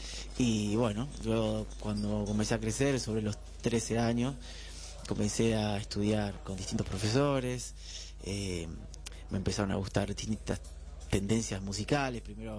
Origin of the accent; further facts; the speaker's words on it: Rosario, Santa Fe, Argentina; Yo soy de Rosario, que es una ciudad 300 kilómetros al norte de Buenos Aires.